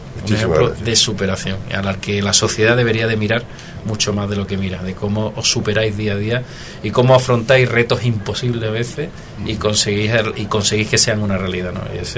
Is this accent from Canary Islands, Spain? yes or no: no; Andalusia, Spain; Yo que soy andaluz, y los andaluces somos muy optimistas